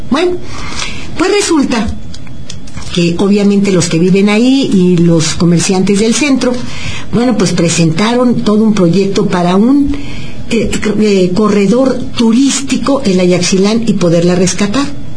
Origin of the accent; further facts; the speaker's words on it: Mexico; los que no podemos vacacionar somos los mexicanos porque no tenemos dinero